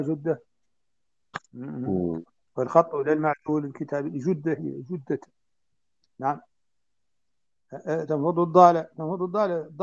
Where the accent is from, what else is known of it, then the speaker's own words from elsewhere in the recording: Mauritania; يعني النبات عندنا في موريتانيا هو نفس الطالح في المدينة يشبهه تماما